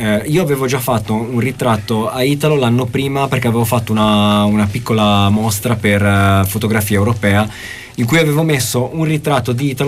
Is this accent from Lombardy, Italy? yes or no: no; Pallerone, Tuscany, Italy; now in Bologna, Italy; Io vengo da Pallerone, che è un piccolo paese.